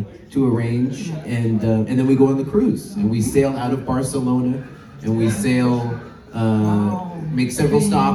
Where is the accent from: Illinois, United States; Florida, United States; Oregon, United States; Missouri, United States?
Oregon, United States; now in Los Angeles, United States; And I'm from Oregon, which is in the northwest of the United States.